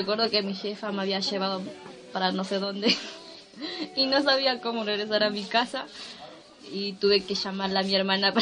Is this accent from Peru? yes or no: yes; Lima, Peru; also born or lived in Huancavelica; now in Argentina; viví por un tiempo en Capital, soy de Lima, pero mis últimos años antes de venir aquí viví por la sierra en Huancavelica.